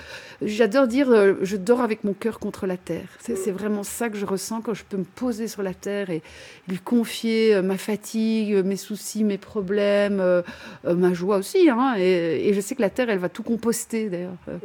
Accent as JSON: {"language": "French", "town": "Liège", "region": "Wallonia", "country": "Belgium", "said": "effectivement, j'ai 53 ans, je viens de la région de Liège en Belgique"}